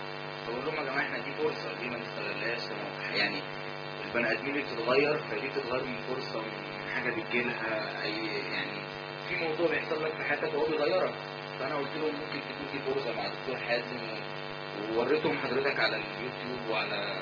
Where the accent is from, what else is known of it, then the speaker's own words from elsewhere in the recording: Cairo, Cairo Governorate, Egypt; بالمناسبه انا من القاهره